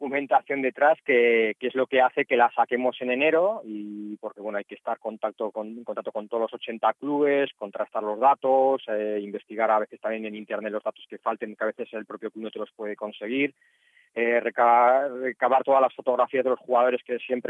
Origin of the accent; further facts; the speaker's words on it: Bilbao, Basque Country, Spain; now in Alicante, Spain; Yo además estoy en esta zona de Alicante, aunque soy de Bilbao, como bien sabes